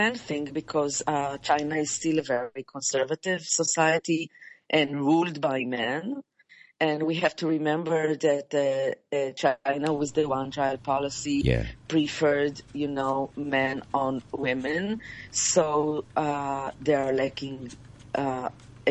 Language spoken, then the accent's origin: English; Israel; English is a second language; I can tell that I'm coming from Israel, and children are using any device between 6 to 8 hours a day.